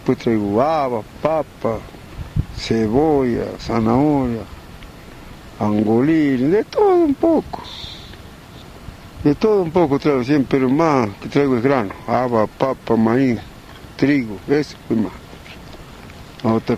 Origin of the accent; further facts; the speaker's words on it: Susques, Jujuy, Argentina; Vengo de Susque, del interior de localidad Huanca, de mi domicilio del campo, Cuevas. Del campo vivo yo. Pero al pueblo tengo también casa donde hay escuela, todos se han educado a mis hijos. Yo también me eduqué ahí, en esa escuela.